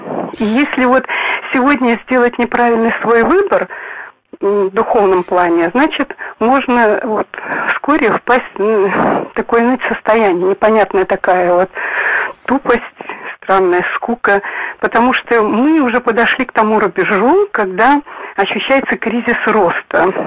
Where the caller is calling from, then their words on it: Krasnodar Krai, Russia; Я с Кубани.